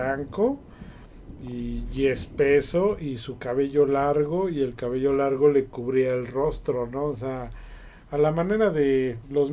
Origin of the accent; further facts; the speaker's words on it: Mexico; yo no soy turista, yo soy mexicano.